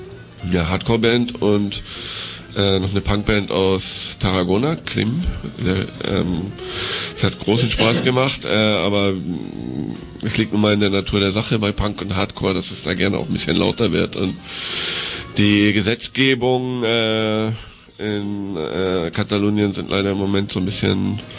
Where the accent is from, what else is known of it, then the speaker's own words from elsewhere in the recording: Hamburg, Germany; Ich bin aus Hamburg.